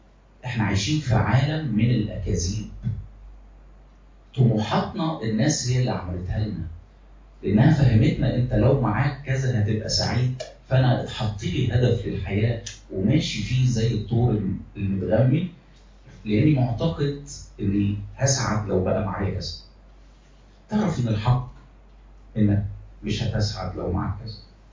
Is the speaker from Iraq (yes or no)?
no; Egypt; مصريين، احنا مصريين